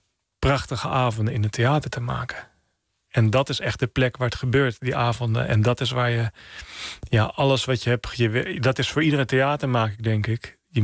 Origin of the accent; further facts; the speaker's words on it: Oud-Zuilen, Utrecht, Netherlands; Nou ja, ik ben opgegroeid in Oud-Zuilen, vlakbij Utrecht. Het is echt een klein dorp, tegen Utrecht aan.